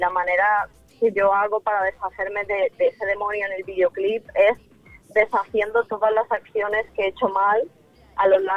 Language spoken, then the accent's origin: Spanish; Ukraine; Yo, de hecho, tengo tatuado en la mano que soy de Ucrania. O sea, para mí mi país, mi tierra es, no sé, yo formo parte de eso. Son mis raíces